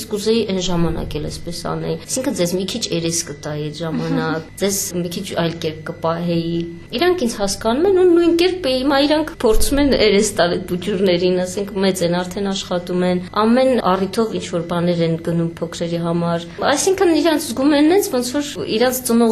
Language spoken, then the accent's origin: Armenian; Yerevan, Armenia; also born or lived in Nagorno-Karabakh; Չէ, շատ վաղուց Երևանում ենք եղել, փոքր հասակից, այնտեղ դպրոց, ուսում։